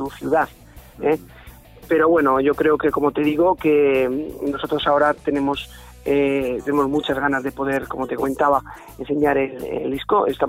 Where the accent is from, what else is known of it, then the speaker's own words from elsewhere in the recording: Miranda de Ebro, Castile and León, Spain; nosotros somos de Miranda de Ebro, en la provincia de Burgos